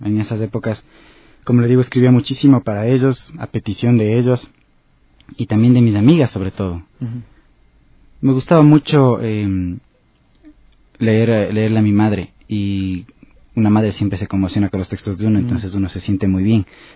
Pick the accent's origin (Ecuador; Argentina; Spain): Ecuador; Otavalo, Imbabura; Yo, como soy de Otavalo, estuve todo el tiempo rodeado de tradiciones orales, leyendas que me contaba sobre todo mi abuelo.